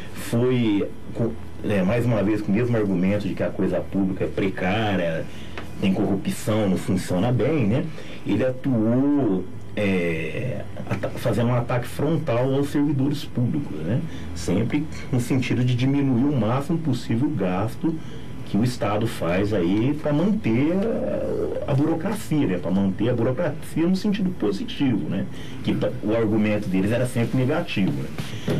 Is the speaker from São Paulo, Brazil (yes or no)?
yes; São Paulo, Brazil; para nós que somos paulistas